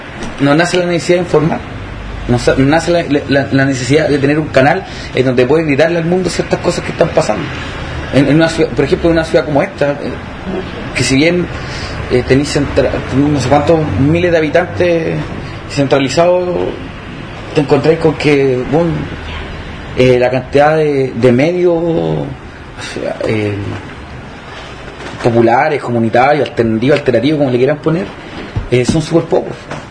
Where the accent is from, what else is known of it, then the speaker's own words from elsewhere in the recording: Valparaíso, Chile; yo soy del Cerro Placeres y yo escuchaba la radio cuando chivo